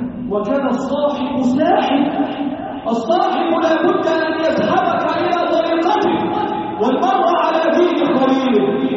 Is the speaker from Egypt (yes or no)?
yes; Egypt; اللهم احفظ بلدنا مصر وسائر بلاد